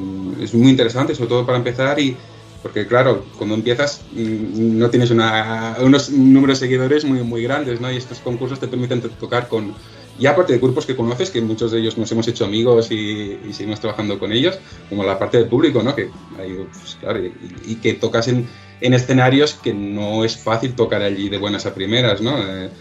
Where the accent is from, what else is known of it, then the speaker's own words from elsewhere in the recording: Badalona, Catalonia, Spain; Porque soy de Badalona, ¿no? Siempre he ido a ese concurso